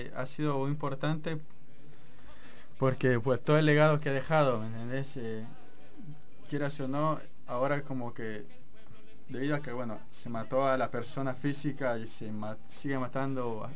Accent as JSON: {"language": "Spanish", "country": "El Salvador", "said": "el legado de democracia que nos ha dejado Farabundo Martí a nosotros como salvadoreños."}